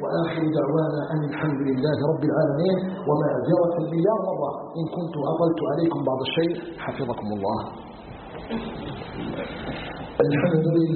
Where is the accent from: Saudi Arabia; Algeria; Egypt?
Algeria; أن يجعل بلدنا الجزائر بلدا آمنا مطمئنا